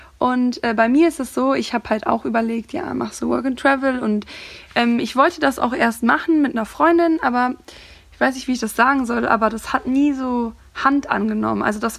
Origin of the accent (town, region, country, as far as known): Cologne, North Rhine-Westphalia, Germany